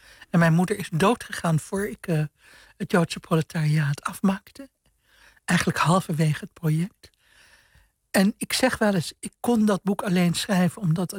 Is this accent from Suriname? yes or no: yes; Suriname; also born or lived in Indonesia; Ik ben in Indonesië geboren. En mijn vroegste jeugd is in Suriname. De tuin in Suriname. Tropenleven.